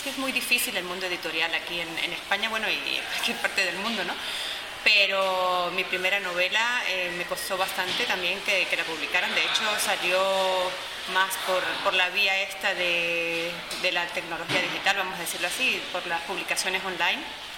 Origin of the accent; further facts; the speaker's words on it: Mérida, Venezuela; en la ciudad de donde yo vengo, que se llama Mérida, Es una ciudad pequeña y estudiantil, tiene la tercera universidad más grande del país, uno de los núcleos de esa universidad, y es muy alegre, hay mucha gente joven